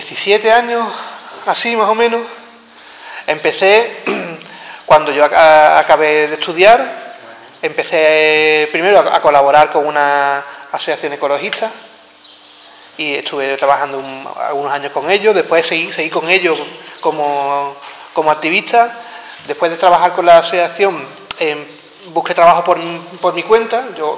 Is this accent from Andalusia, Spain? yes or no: yes; Jerez de la Frontera, Andalusia, Spain; also born or lived in Seville / Zaragoza; yo vengo de aquí, de Jerez. Yo vengo de aquí, bueno, vivo en Jerez, llevo viviendo muchos años aquí. Un tiempo estuve viviendo en Sevilla, otro tiempo estuve viviendo en Zaragoza y después volví a Sevilla y después volví a Jerez, ya llevo aquí muchos años.